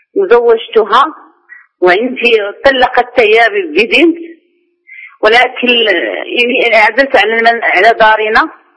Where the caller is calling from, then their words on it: Morocco; أنا راجع من المغرب.